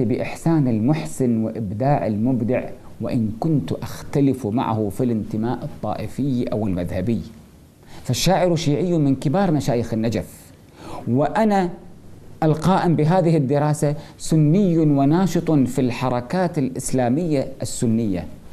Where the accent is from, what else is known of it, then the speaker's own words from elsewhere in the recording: Kuwait; عندنا في الكويت